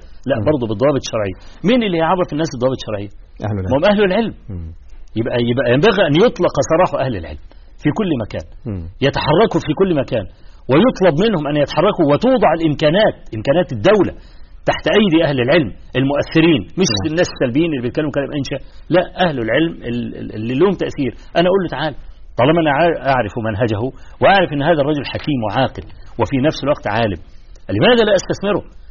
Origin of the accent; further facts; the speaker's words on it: Egypt; في مثلا عندنا في مصر حصل مظاهرة في استاد القاهرة